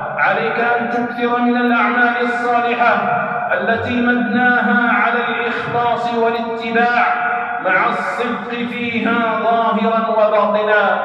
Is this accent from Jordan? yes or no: no; Algeria; لأجل أن تكون كلمة الله هي العليا في بلادنا الجزائر